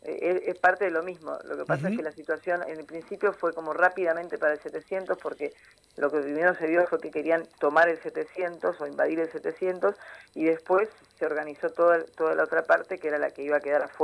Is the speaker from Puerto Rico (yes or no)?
no; Argentina; also born or lived in Venezuela / Brazil; yo me formé en Venezuela, viajé a España, viajé a Brasil, viví muchos años en Brasil. Soy argentina